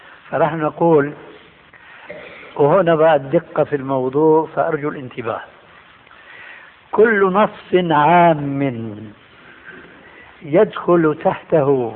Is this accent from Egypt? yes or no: no; Syria; عندنا في الشام يسمى المقدمة بالتذكير، ويقلب الذال إلى دال بيقولوا التذكير